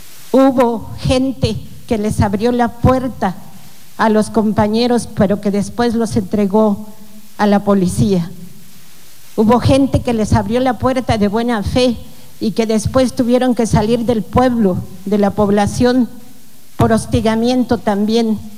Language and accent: Spanish; Oaxaca, Mexico; porque soy mujer, porque soy oaxaqueña, porque soy digna